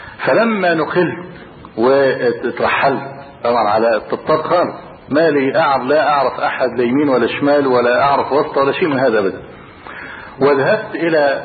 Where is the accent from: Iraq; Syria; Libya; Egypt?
Egypt; وبعدين قال من مصر؟ اللي رفع قبل كده ما رفعش ايده، فرفعت ايده